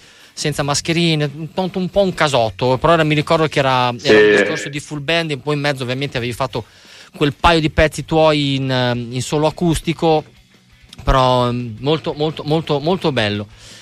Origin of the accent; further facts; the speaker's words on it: Bologna, Emilia-Romagna, Italy; Ok, sai che, scusa, io sono di Bologna